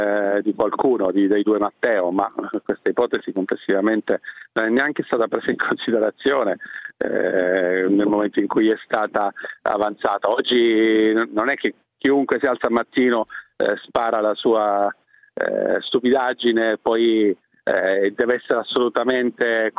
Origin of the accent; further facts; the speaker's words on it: Lombardy, Italy; Io vengo dalla Lombardia e le posso dire che la situazione è disastrosa